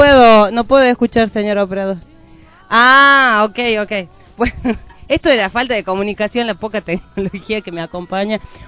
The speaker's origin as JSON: {"language": "Spanish", "country": "Argentina", "said": "se habrán sentido muy indignados, como nosotros, como argentinos."}